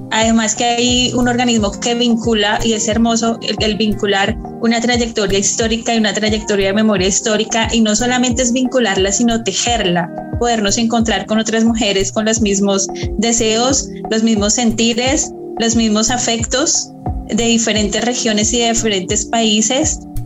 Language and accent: Spanish; Colombia; soy colombiana.